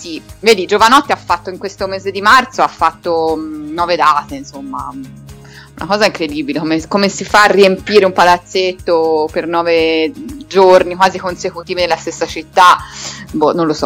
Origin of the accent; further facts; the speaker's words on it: Florence, Tuscany, Italy; devo farmi bella perché sono fiorentina, capito?